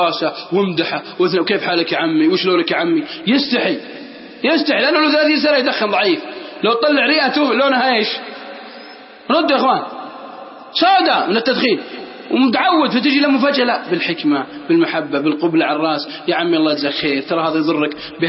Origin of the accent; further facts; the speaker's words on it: Al-Qassim, Saudi Arabia; والله أني أعرف ناس عندنا في القصيم